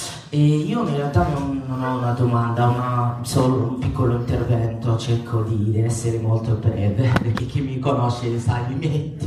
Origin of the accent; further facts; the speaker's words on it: Libya; chi mi conosce sa che vengo dalla Libia